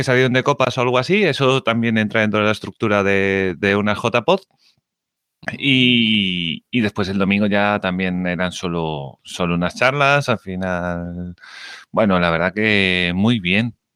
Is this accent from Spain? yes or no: yes; Galicia, Spain; Yo no le conozco, que yo soy el mal gallego este, de los cuatro.